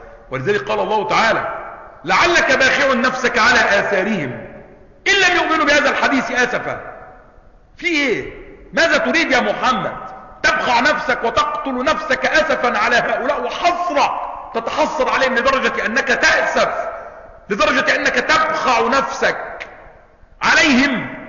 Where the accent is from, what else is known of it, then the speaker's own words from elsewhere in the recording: Egypt; ليس مثلنا احنا مصريين، انت كذا